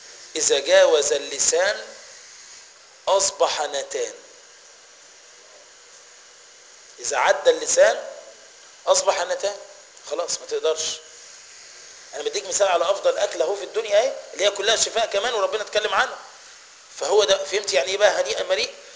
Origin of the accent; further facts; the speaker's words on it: Egypt; ايه رايك احنا كمصريين عامه وكفلاحين